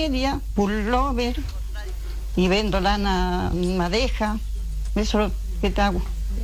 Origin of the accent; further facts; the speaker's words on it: Puyén, Chubut, Argentina; Soy de Puyén. Soy de familia hilandera, tejendera, de parte abuelo y abuela.